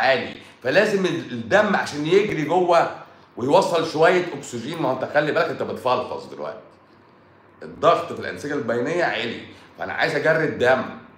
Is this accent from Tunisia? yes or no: no; Egypt; احنا مصريين بقى حرف السين بيبقى تقيل، بقى تقيل على لساننا،